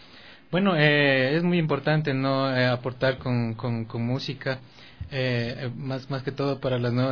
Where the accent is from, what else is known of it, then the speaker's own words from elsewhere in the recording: Ecuador; nuestra esencia como ecuatorianos, como músicos, como personas andinas